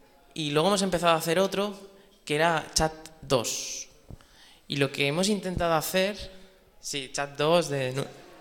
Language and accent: Spanish; Barcelona, Catalonia, Spain; yo soy de Barcelona.